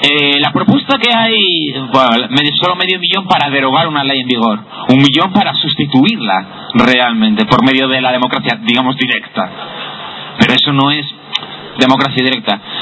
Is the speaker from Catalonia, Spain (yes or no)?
no; Oviedo, Asturias, Spain; Yo soy de Oviedo. Nací aquí.